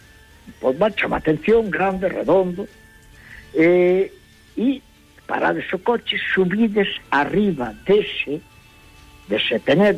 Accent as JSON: {"language": "Galician", "region": "Galicia", "country": "Spain", "said": "eu son galego dependente, eu necesito de Galicia."}